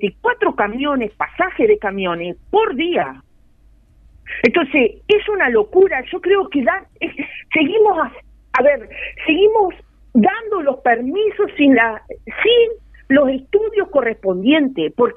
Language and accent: Spanish; Uruguay; porque nosotros como uruguayos